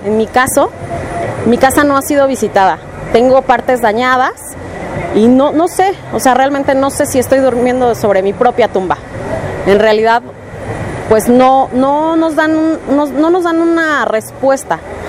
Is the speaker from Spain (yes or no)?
no; Tláhuac, Mexico City, Mexico; soy de la Colonia del Mar, pertenezco a Tláhuac